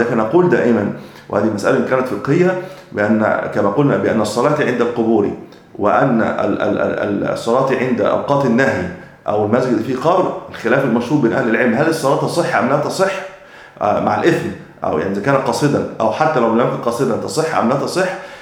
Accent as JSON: {"language": "Arabic", "country": "Egypt", "said": "وأجل ما يكون عندنا في مصر شم النسيم"}